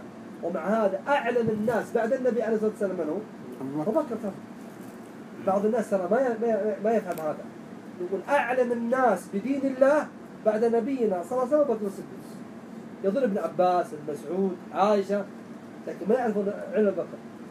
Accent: Najd, Saudi Arabia; خاصة عندنا في نجد الآن

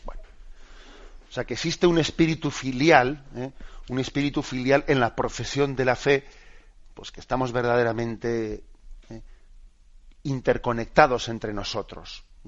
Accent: Basque Country, Spain; que sabéis que un servidor, que yo soy vasco, ¿no? Pues en el idioma vasco no se suele decir mi padre o mi madre

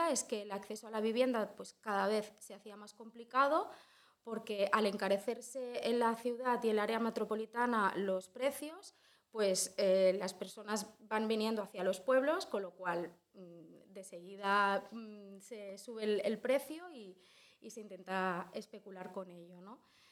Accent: Olesa de Montserrat, Catalonia, Spain; soy de Olesa, he nacido en Olesa, no sé si todo el mundo sitúa más o menos dónde está, en el Baix Llobregat Nord. Estamos, bueno, cerca del área metropolitana, pero tampoco tanto.

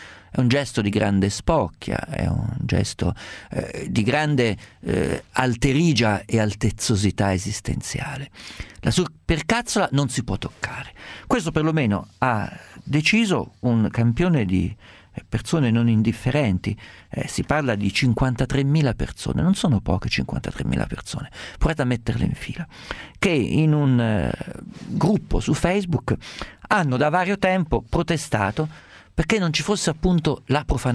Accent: Perugia, Umbria, Italy; Io vengo da Perugia

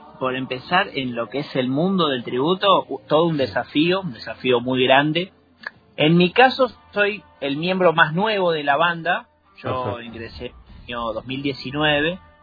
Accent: Israel; Bueno, mi infancia la viví toda en Israel.

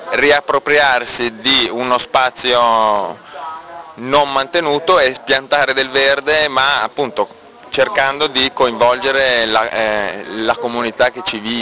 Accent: Milan, Lombardy, Italy; Sono di Milano.

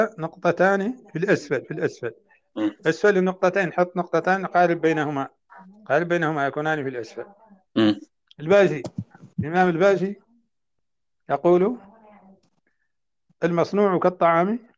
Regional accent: Mauritania; عندنا في موريتانيا

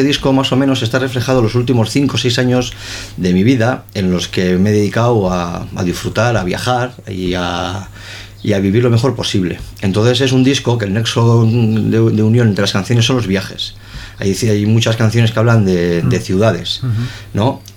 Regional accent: Santurtzi, Basque Country, Spain; now in Zierbena, Spain; No, yo soy de Santurce, sí. Ahora no vivo en Santurce, vivo en Ciérvana, estupendamente, pero yo soy de Santurce. Y siempre lo seré.

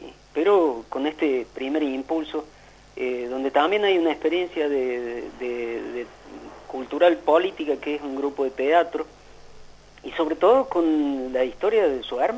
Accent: Cruz del Eje, Córdoba, Argentina; born there; Yo soy nacido en Cruz del Eje, más allá que vivo en Córdoba

